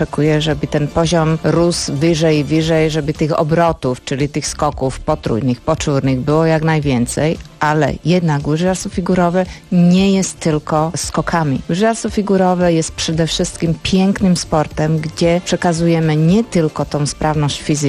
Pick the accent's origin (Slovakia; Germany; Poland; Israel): Slovakia; Polish is a second language; ja jako Słowaczka byłam poproszona